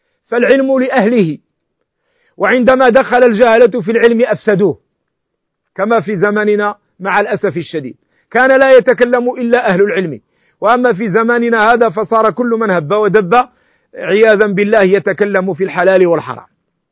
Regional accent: Morocco; ونحن المالكية نأكل الحلزون عندنا في المغرب

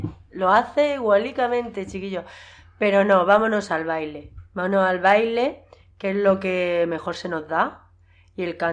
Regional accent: Yeste, Castilla-La Mancha, Spain; la música tradicional que bailo yo en mi pueblo, las jotas y las malagueñas de la Sierra de Yeste.

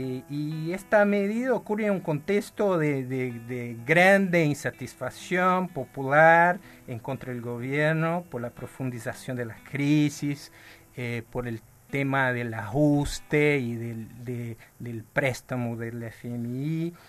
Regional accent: Brazil; Como brasileño es muy difícil decir Ayotzinapa.

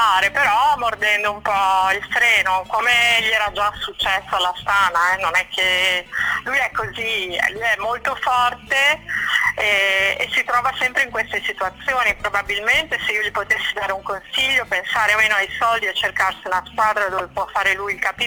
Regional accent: Emilia-Romagna, Italy; sono romagnola come Castan

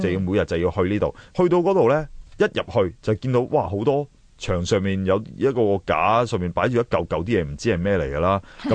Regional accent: China; 我哋中国人真系好伟大嘅，一个嬲字

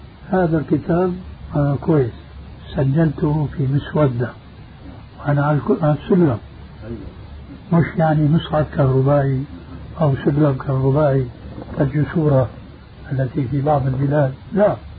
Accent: Syria; وبلغت سيرة أيضا يقولون عندنا في الشام

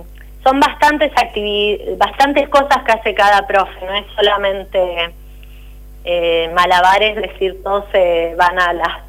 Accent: Máximo Paz, Argentina; volvieron a mi pueblo, a Máximo Paz

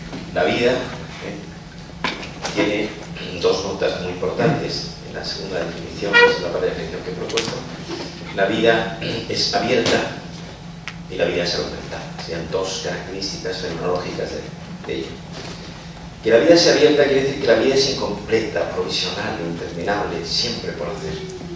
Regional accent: Andalusia, Spain; now in Madrid, Spain

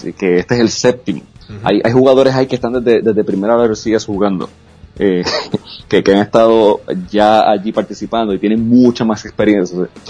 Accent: Puerto Rico; Yo soy de Puerto Rico, yo estaba allí, estaba dando cara.

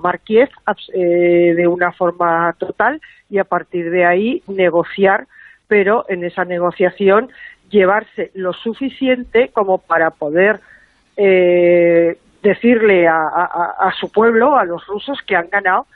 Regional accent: Spain; como pudiéramos ser tú o yo, como españoles, ¿no?

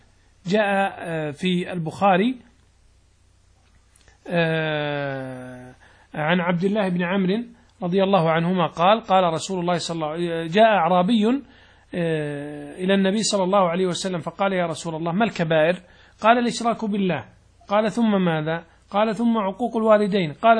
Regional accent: Saudi Arabia; لأن العادات عندنا في السعودية مثلا تختلف عن عندكم في المغرب، عن مصر، عن الشام

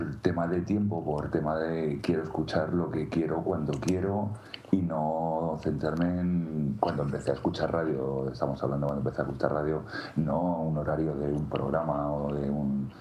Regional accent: Madrid, Community of Madrid, Spain; now in Colmenar Viejo, Spain; Yo soy de Madrid. Vivo en un pueblo de Madrid, en la sierra, en Colmenar Viejo.

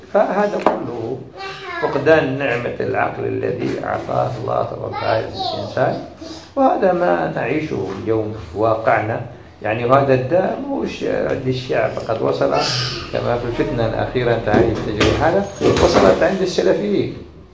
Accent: Algeria; عندنا في الجزائر

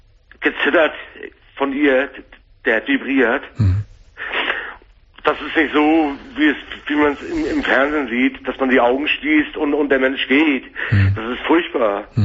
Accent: Hamburg, Germany; Weil das wäre eine Katastrophe hier gewesen in Hamburg. Ich komme aus Hamburg.

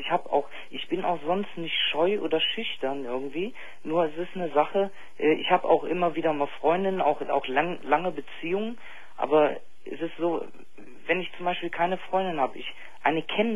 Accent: Brazil; now in Germany; Also ich bin in Deutschland geboren, bin in Brasilien groß geworden.

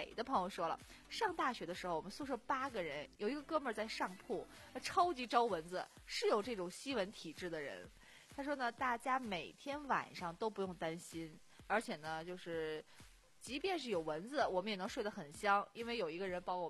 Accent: northern China, China; 我作为一个北方人，就是觉得，就是第一次和天南海北的同学在一起生活的时候

